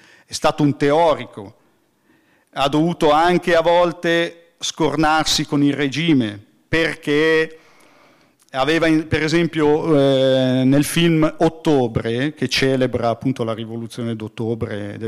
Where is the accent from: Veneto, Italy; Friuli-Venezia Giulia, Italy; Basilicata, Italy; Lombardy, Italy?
Lombardy, Italy; Como; La serata è stata fatta nelle mie ex zone, io sono comasco